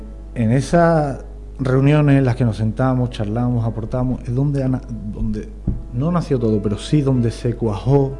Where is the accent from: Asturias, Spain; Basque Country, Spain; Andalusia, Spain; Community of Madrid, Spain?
Andalusia, Spain; La Puebla de Cazalla; y en mi pueblo, en la Puebla de Cazalla, hubo un pequeño terremoto.